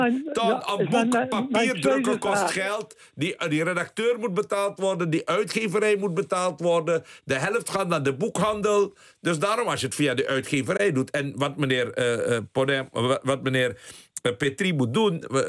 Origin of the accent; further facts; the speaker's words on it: Amsterdam, North Holland, Netherlands; Nou, ik ben ook Amsterdammer